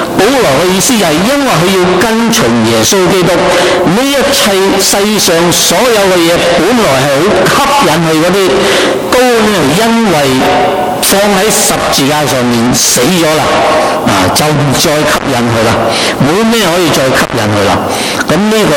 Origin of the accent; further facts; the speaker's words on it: China; 我们回到我们中国人的文化里面呢